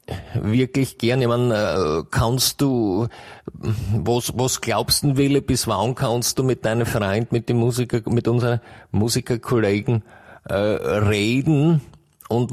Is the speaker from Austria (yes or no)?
yes; Botendorf, Austria; Ich bin aus Botendorf.